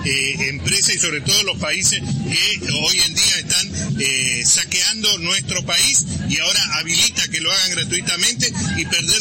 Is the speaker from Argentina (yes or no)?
yes; Argentina; El Estado somos todos los argentinos